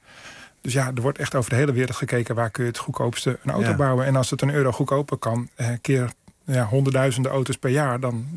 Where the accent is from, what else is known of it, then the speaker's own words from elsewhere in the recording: Netherlands; Of we zeggen heel chauvinistisch als Nederlander